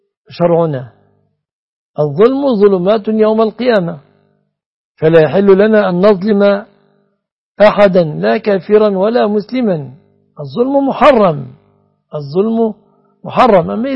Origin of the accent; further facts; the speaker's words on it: Egypt; بلادنا مصر